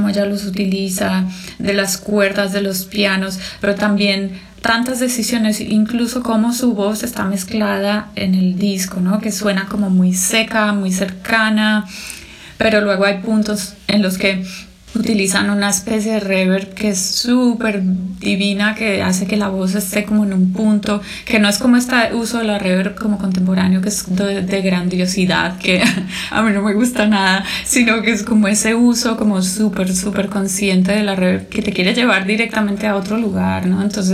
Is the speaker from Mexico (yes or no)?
no; Colombia; moved away as an adult; now in Berlin, Germany; soy colombiana. Llevo los últimos años en Berlín.